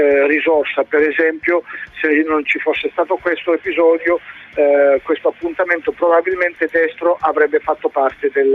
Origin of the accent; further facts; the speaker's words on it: Foggia, Apulia, Italy; Poi lo dice, dice a me che vengo da Foggia, penso un po'.